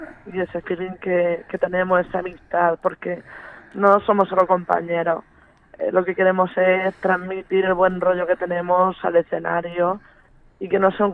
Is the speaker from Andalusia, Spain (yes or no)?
no; Portmán, Region of Murcia, Spain; éramos todos de la zona de Cartagena, La Unión, Portmán. Y Portmán es mi pueblo familiar, todas mis raíces vienen de ahí.